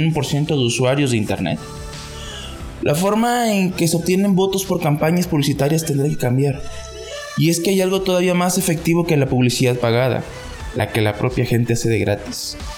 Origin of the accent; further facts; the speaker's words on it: Mexico; esta es la nueva responsabilidad que tenemos como mexicanos